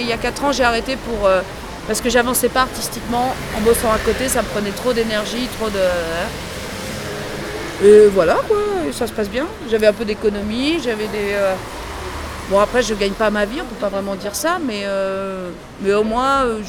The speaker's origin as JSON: {"language": "French", "region": "Île-de-France", "country": "France", "tie": "born there", "said": "Non, j'ai jamais vécu à Paris, moi, j'ai toujours été en banlieue."}